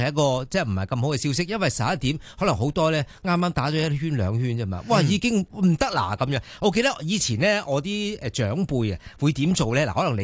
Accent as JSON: {"language": "Cantonese", "country": "Hong Kong"}